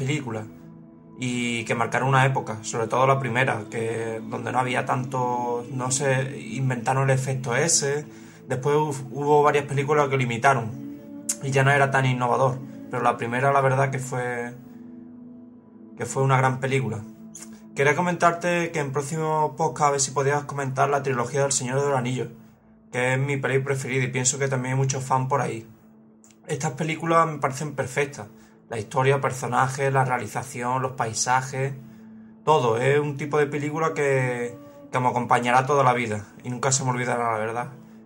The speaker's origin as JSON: {"language": "Spanish", "town": "Málaga", "region": "Andalusia", "country": "Spain", "said": "soy de Málaga."}